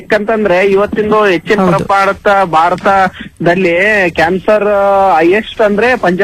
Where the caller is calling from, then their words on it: Nagesanahalli, Karnataka, India; ಕೊಪ್ಪಳ ಜಿಲ್ಲೆ ಕೊಪ್ಪಳ ತಾಲೂಕು.